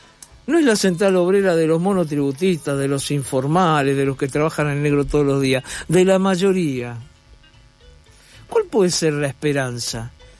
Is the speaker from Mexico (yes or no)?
no; Argentina; Yo, como argentino de 71 años, yo hasta ahora algo peor que esto no conocí.